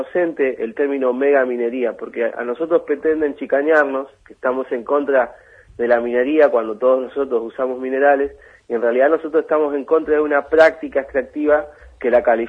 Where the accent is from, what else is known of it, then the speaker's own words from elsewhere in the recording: Rawson, Chubut, Argentina; Yo soy de Rawson, pero estuve mucho tiempo afuera